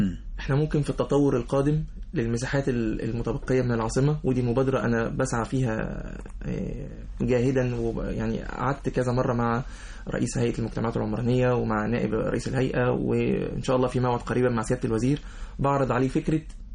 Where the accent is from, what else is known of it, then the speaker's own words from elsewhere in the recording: Alexandria, Alexandria Governorate, Egypt; born there; لأن أنا من مواليد اسكندرية بالمناسبة